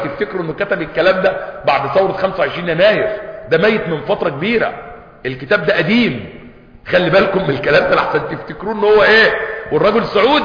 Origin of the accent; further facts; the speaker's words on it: Egypt; احنا عندنا في مصر تقريبا فوق 80 مليون ميزو